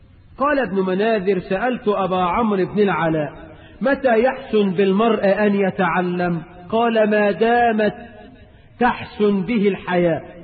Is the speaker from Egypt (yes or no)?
yes; Egypt